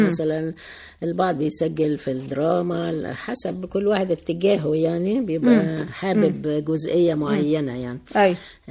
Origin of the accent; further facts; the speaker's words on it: Egypt; و في اثناء الثوره عندنا في مصر يعني